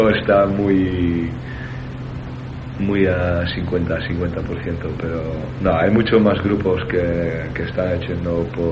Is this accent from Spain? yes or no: no; Zoetermeer, South Holland, Netherlands; Spanish is a second language; Y en Zoetermeer, de donde soy yo, y La Haya